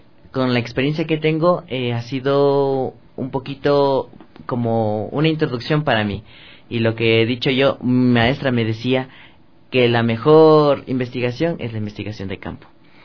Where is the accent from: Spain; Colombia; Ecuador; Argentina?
Ecuador; como somos ecuatorianos